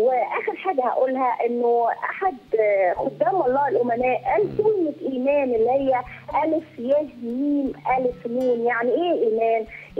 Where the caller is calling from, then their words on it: England, United Kingdom; من إنجلترا.